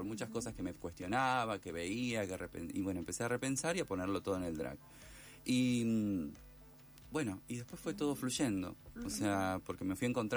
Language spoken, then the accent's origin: Spanish; Esperanza, Santa Fe, Argentina; moved away as an adult; now in Buenos Aires, Argentina; Estando acá en Buenos Aires, yo soy esperancina santafesina. imagínate que viví desde que nací hasta los 28 años allá. Y estoy acá hace un montón de años. No, tengo 39, así que estoy acá hace un poquito más de 10 años.